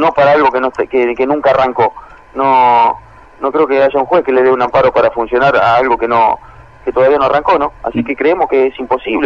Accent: Argentina; Sí, dentro del departamento San Lorenzo. Las características de mi pueblo, es un pueblo agrícola-ganadero, está con un ambiente ruralista, rodeado de mucho verde, mucho campo

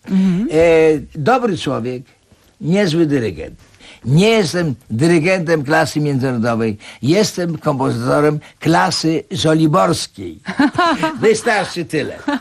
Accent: Grodno, Grodno Region, Belarus; Urodziłem się w Grodnie. Ale ponieważ to było, należało nie do Polski, tak. To mówiłem, że my z Grodna.

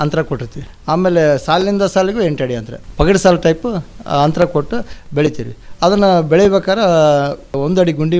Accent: Anakanahalli, Karnataka, India; ನಮ್ಮದು ಅನಕನಹಳ್ಳಿ ಗ್ರಾಮ ರೀ

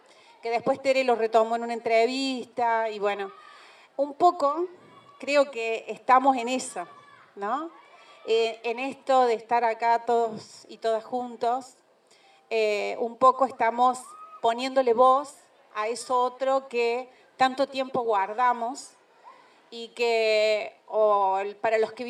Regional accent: Villa María, Córdoba, Argentina; Un lujazo estar acá. Soy de Villa María.

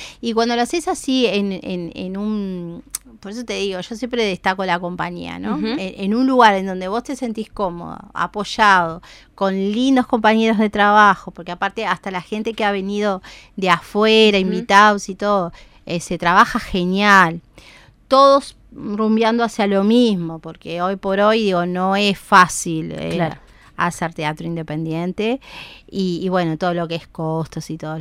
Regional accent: Uruguay; como tú uruguayo siempre dejamos todo para un momento

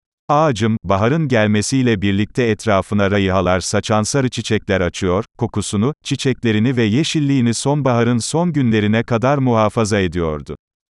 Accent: Çamlıdere, Ankara, Turkey; tatil için gittiğim kendi memleketim Çamlıdere'den dönerken

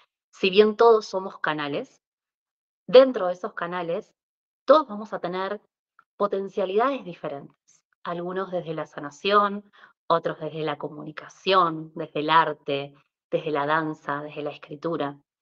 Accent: Mendoza, Argentina; soy de Argentina, Mendoza

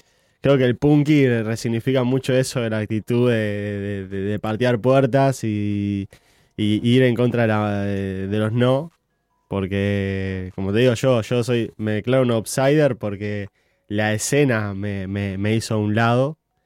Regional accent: Uruguay; born there; Yo nací en Uruguay, pero no tengo, nunca quise, tipo, nacer acá.

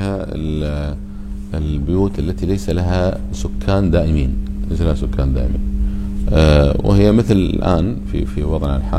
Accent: Kuwait; فقلنا إحنا جايين ترى من الكويت وإحنا قاصدين الشيخ

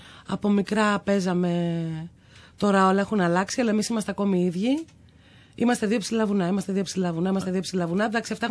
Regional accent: Greece; first language Aromanian; Αυτά είναι βλάχικα. Τα ξένα ήταν βλάχικα. Η μητρική μου γλώσσα δηλαδή.

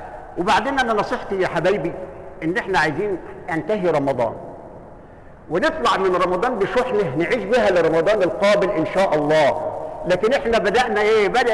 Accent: Egypt; إحنا كلنا كده كمصريين ويمكن كعرب

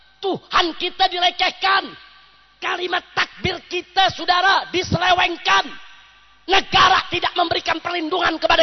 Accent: Jakarta, Indonesia; Saya lahir di Jakarta, besar di Jakarta.

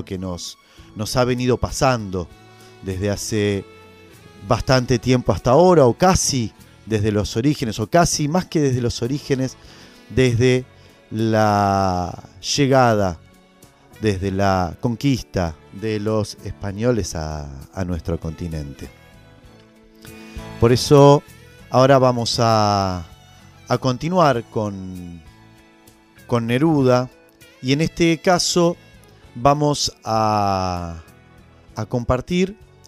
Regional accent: Argentina; nosotros, como argentinos, a veces le hemos dado la espalda y nos hemos identificado más con otras regiones del mundo

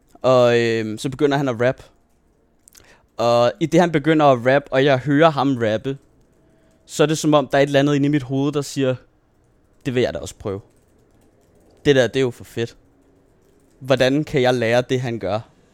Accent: Dragør, Capital Region of Denmark, Denmark; det er hele det her Dragør, hvor jeg er vokset op med de her to skoler, jeg har gået på derude

